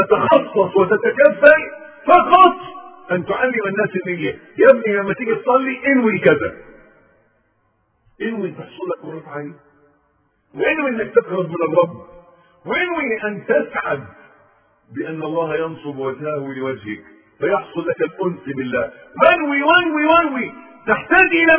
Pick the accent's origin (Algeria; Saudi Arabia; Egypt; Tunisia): Egypt; كانت في كلمة تلقائية بتاعتنا كمصريين